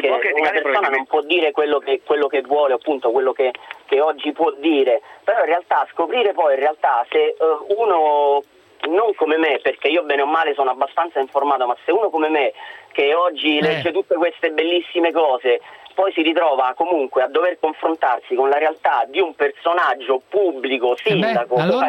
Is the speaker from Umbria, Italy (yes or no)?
no; Rome, Lazio, Italy; visto che sono di Roma